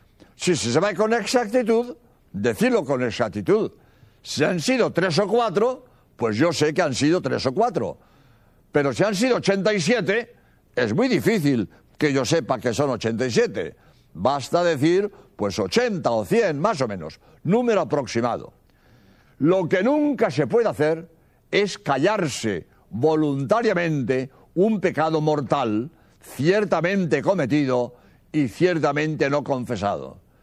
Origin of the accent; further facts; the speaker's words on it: Spain; soy jesuita español